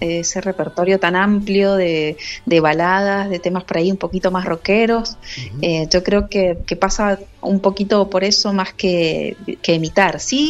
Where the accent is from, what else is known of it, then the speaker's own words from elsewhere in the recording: Mendoza, Argentina; Nosotros somos de Mendoza, les cuento ahí para los que no saben acerca de nosotros.